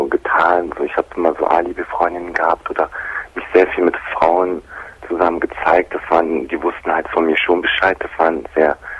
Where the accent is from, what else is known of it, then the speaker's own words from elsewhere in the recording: Germany; Ich bin auch hier in Deutschland geboren, ja.